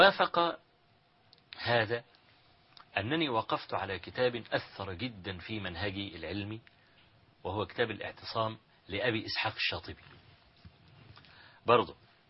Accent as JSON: {"language": "Arabic", "town": "Hawin", "region": "Kafr El Sheikh Governorate", "country": "Egypt", "tie": "born or raised there", "said": "مسألة حوين يعني قرية قابعة كده في مركز تبع مركز الرياض في محافظة كفر الشيخ"}